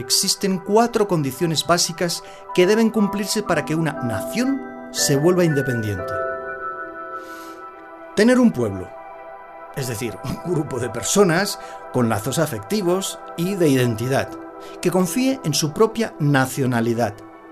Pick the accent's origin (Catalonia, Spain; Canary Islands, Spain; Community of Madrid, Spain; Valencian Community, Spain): Catalonia, Spain; Barcelona; born there; Soy nacido en Barcelona y para muchos catalanes, Cataluña merece su independencia de la corona de España